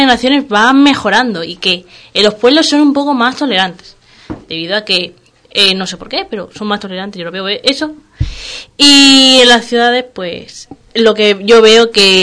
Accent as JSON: {"language": "Spanish", "town": "Madrid", "region": "Community of Madrid", "country": "Spain", "said": "No, yo soy de Madrid."}